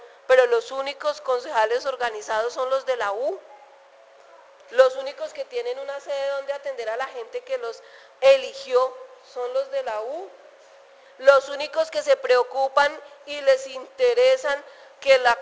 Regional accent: Girardot, Cundinamarca, Colombia; also born or lived in Flandes; yo soy de Girardot? Pues yo nací en Flandes, pero de chiquita nos fuimos para Girardot y he vivido en Girardot.

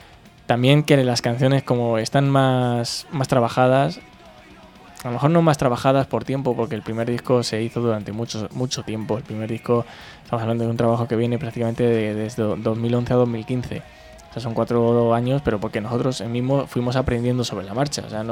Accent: Toledo, Castilla-La Mancha, Spain; vivimos en la misma zona. No tiene que venir nadie de Madrid a ensayar, no tiene que venir nadie de Ciudad Real. O sea, todos somos de Toledo Capital o de algún pueblo muy cercano que está a 15 minutos.

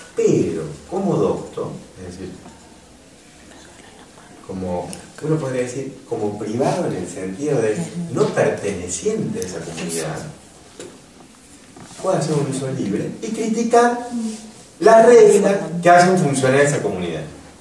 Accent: Argentina; Formamos parte, somos contribuyentes del Estado argentino. Somos ciudadanos argentinos.

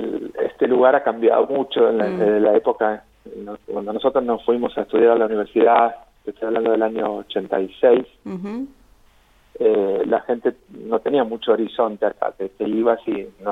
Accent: Ingeniero Luiggi, La Pampa, Argentina; moved away as an adult; Sí, sí. Soy el pampeano de Ingeniero Luigi.

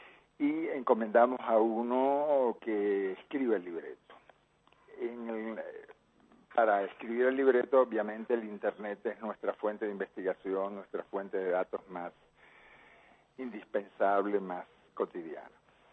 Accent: Cuba; born there; also born or lived in Spain / Dominican Republic / Venezuela / Nicaragua; Yo nací en Cuba, Palmiro, pero bueno, me tocó vivir en España, en República Dominicana, en Venezuela, en Nicaragua, en Perú, etcétera

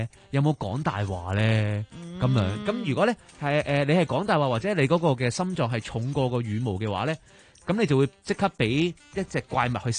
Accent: China; 咁我哋中國人嗰啲墳墓陵墓都大家都會知道啦。

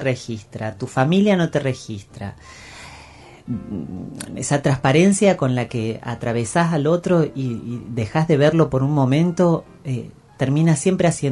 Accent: Mina Clavero, Córdoba, Argentina; en mi pueblo, en Mina Clavero, sí, en toda la zona de Tras la Sierra

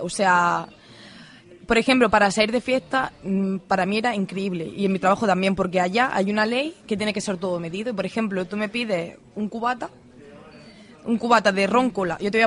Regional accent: Andalusia, Spain; porque yo mi tierra la adoro, pero Andalucía...

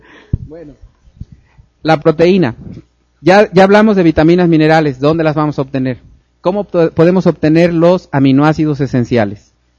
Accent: Veracruz, Mexico; Pues sí, porque yo soy veracruzano, ¿eh?

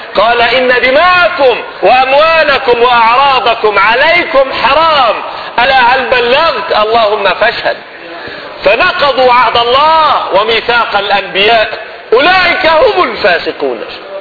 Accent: Libya; كانت بلادنا ليبيا أليست بلاد المسلمين؟

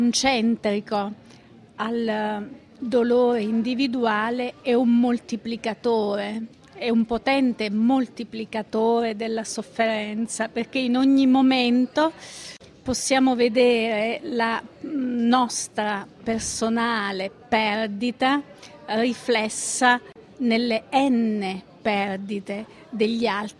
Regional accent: Abruzzo, Italy; essendo abruzzese, l'ho vissuto, se non proprio sul campo, da molto vicino

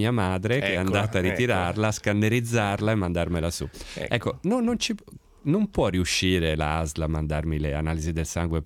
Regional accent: Florence, Tuscany, Italy; now in Milan, Italy; io vivo a Milano, ma sono residente nella mia città natale, che è Firenze

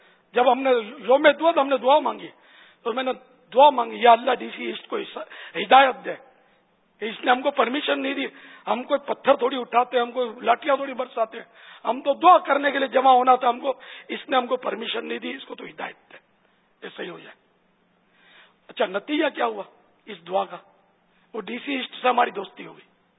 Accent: Karachi, Sindh, Pakistan; born there; لیکن میں پاکستان میں پیدا ہوا ہوں. باب المدینہ میرا مولد ہے, میرا برتھ پیلس باب المدینہ کراچی ہے, تو ہم تو اصلاً نسلاً پاکستانی ہوں

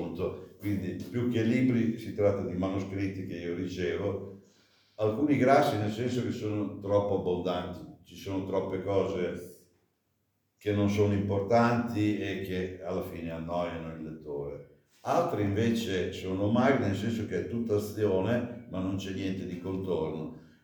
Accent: Emilia-Romagna, Italy; Sono romagnolo d'occhio.

